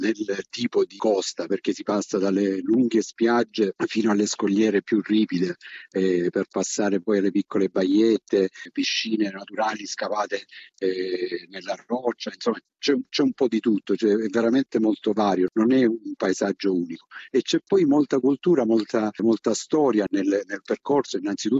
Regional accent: Apulia, Italy; Sì, sono i miei luoghi, il Salento è la mia terra, io vivo a Lecce

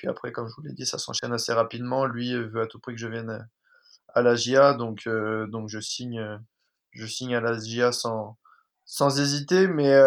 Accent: La Rochelle, Nouvelle-Aquitaine, France; now in Brest, France; on est de La Rochelle, l'île d'Oléron, l'île de Ré. On est né là-bas

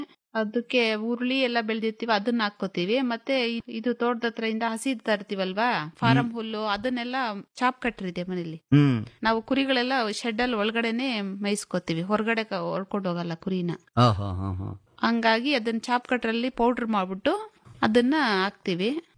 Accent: Madanahalli, Karnataka, India; Kolar district Madanahalli.

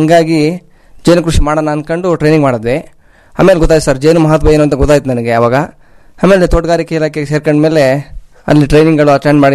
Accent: Kenchammanaskote, Karnataka, India; ನನ್ನ ಊರು ಬಂದು ಕೆಂಚಮ್ಮನಸ್ಕೋಟೆ. … ಫಾರ್ಮರು, ಕೃಷಿಕರು.

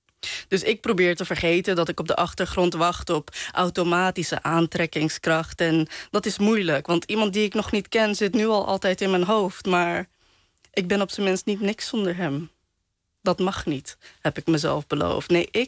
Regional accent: Netherlands; Ik ben Pakistaans, ik ben Surinaams, ik ben moslim. Ik ben in Nederland opgegroeid.

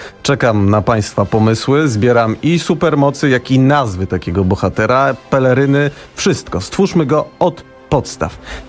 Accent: Szczecin, West Pomeranian Voivodeship, Poland; Ja jestem ze Szczecina.

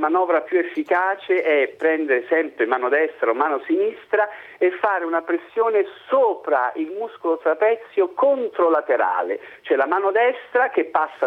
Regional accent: Rome, Lazio, Italy; Magari io romano abituato a stare ore e ore nel traffico di Roma

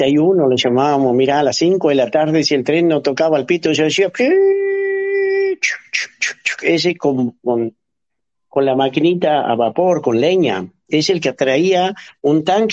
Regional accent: Caburé, Santiago del Estero, Argentina; a ustedes de nuestro querido Caburé que yo amo. Nunca me quise retirar de ahí, nunca quise abandonar mi pueblo

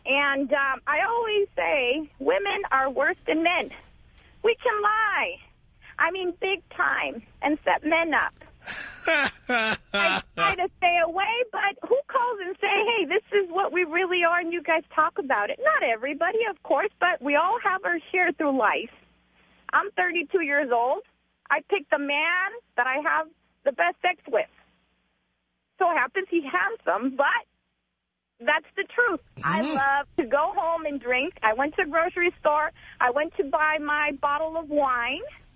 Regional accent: Spain; English is a second language; now in United States; You know, I'm from Spain, so...

